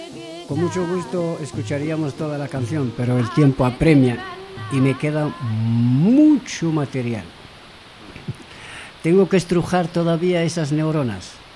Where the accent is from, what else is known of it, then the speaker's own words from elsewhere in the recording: Western Sahara; como saharaui, para mí